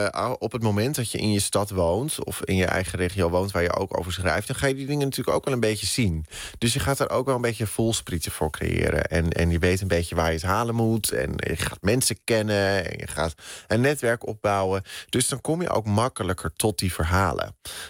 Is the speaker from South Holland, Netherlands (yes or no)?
no; Den Helder, North Holland, Netherlands; now in Amsterdam, Netherlands; Ja, ik ben opgegroeid in Den Helder. Officieel. En inmiddels woon ik in Amsterdam.